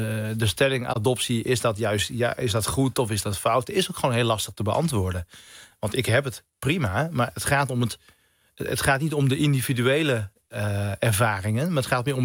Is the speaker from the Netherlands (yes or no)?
no; India; Ik kom zelf uit India.